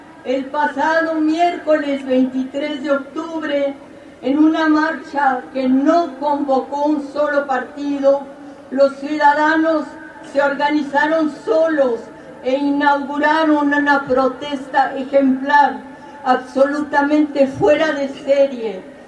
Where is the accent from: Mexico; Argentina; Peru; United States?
Mexico; Somos miles los mexicanos que no nos sentimos representados